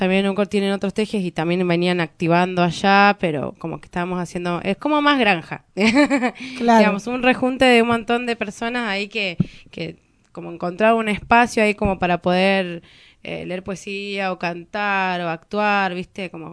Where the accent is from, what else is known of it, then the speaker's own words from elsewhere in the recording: Trelew, Chubut, Argentina; soy de Trelew, vivo en Trelew, vengo acá de vez en cuando